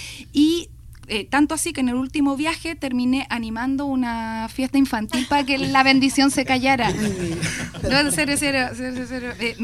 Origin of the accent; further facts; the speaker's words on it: Chile; Como buena chilena, vivía en el culo del mundo, ¿cierto?